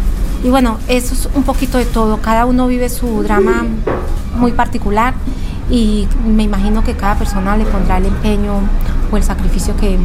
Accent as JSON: {"language": "Spanish", "country": "Colombia", "moved": "yes", "said": "Yo soy muy colombiana, aunque lleve muchos años en este país"}